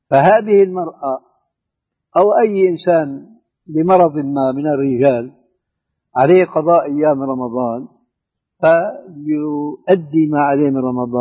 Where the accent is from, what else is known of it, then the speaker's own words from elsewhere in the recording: Syria; وأنا مالي كما يقولوا عندنا في الشام حشو الكب هيك